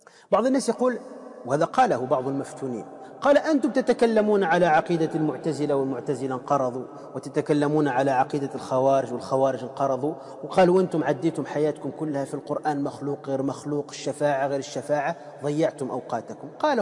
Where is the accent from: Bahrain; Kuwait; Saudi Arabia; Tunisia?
Tunisia; موجودين عندنا في تونس، في شربة